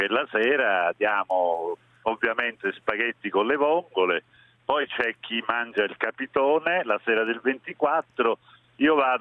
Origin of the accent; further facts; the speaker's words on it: Naples, Campania, Italy; Un napoletano che non ama gli struffoli, assolutamente no, e che non ama anche il capitone. Quindi sono proprio atipico.